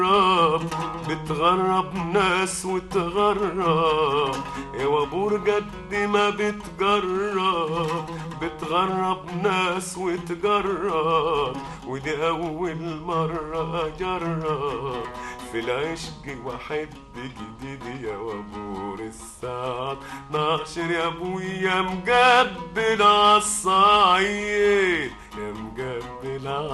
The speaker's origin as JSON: {"language": "Arabic", "town": "Harazat al-Gharbiya", "region": "Sohag Governorate", "country": "Egypt", "also_born_or_lived": "Port Said", "said": "أنا من حرزات الغربية مديرية سوهاج."}